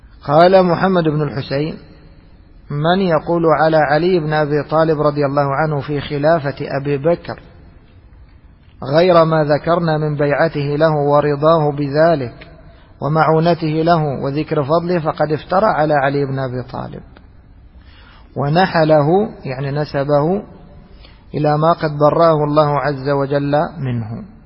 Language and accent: Arabic; Egypt; مثل اللي احنا نسميها عندنا في مصر الغرارة، شوال كبير